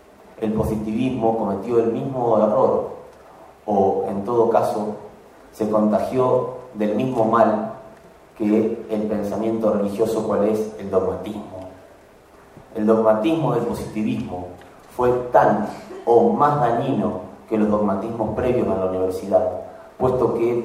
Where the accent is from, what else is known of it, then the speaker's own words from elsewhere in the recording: Paraná, Entre Ríos, Argentina; born there; now in Rosario, Argentina; Yo no soy de Córdoba, yo soy de. Nací en Paraná, pero mi vida desde hace 20 años prácticamente es en la ciudad de Rosario.